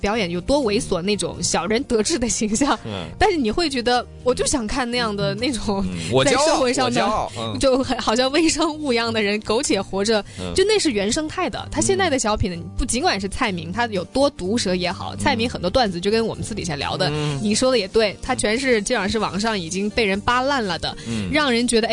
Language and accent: Chinese; Jiangxi, China; 但是你不要说广东，就像我们江西人，